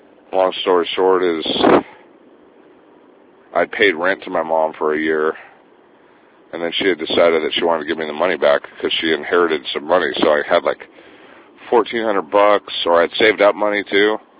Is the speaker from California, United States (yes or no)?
yes; Santa Cruz, California, United States; while I was traveling with my friend, who's from my hometown, Santa Cruz, Sean